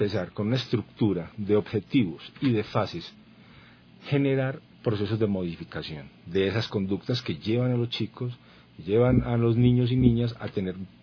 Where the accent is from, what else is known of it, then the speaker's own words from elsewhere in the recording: Colombia; now in Ecuador; Soy un colombiano comprometido con lo social, líder social